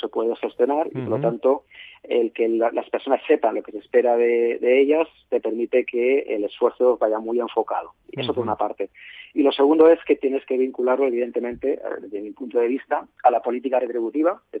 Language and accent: Spanish; Valencia, Valencian Community, Spain; Yo soy de Valencia, estoy aquí en Valencia